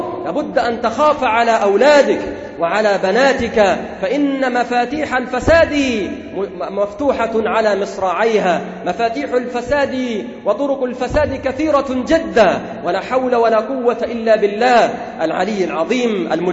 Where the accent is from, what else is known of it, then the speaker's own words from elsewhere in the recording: Egypt; وأنتم تسمعون في القطر المصري وفي بلدنا مصر ما لم تكن تسمعه قبل ذلك،